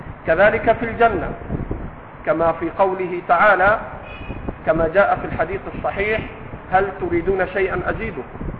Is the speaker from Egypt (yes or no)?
yes; Upper Egypt, Egypt; اسكت يا صعيدي، وأنا صعيدي ليست مسبة